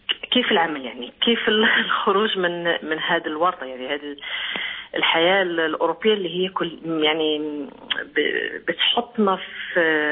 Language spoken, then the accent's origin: Arabic; Morocco; أنا أصلي من المغرب.